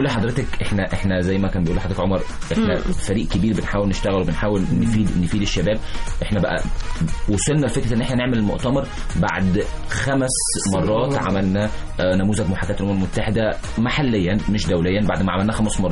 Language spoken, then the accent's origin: Arabic; Sohag, Sohag Governorate, Egypt; انا من الصعيد من سوهاج بالتحديد. فانا بنزل نزلت هناك كذا مره